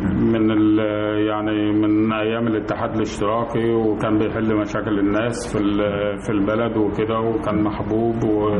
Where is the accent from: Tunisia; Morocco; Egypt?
Egypt; Belqas, Dakahlia; من بلقاس.